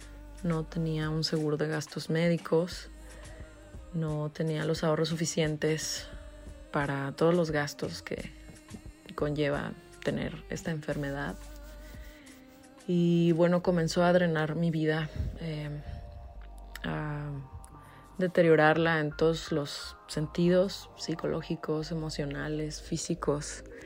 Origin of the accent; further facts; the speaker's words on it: Guadalajara, Jalisco, Mexico; now in Mexico City, Mexico; tengo 36 años, soy de Guadalajara, Jalisco y vivo en Ciudad de México.